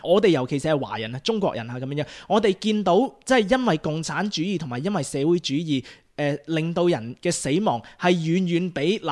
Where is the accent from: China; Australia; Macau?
Australia; also born or lived in Hong Kong; 即係我喺澳洲大啦，我時常都要同啲西人解釋咧，就係話，即係我身為一個香港人咧